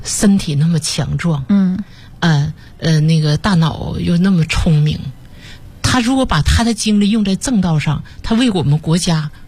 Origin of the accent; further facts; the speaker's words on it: Taonan, Jilin, China; 马老师他也是吉林省洮南人